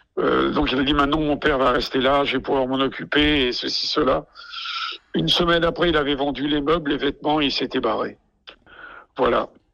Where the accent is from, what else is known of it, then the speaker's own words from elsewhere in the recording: Corsica, France; Et moi, en tant que Corse, les personnes âgées, c'est quelque chose de très important pour nous